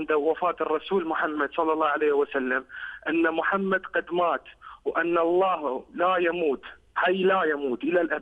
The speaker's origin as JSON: {"language": "Arabic", "country": "Iraq", "said": "أنا كعراقي حبي إلك"}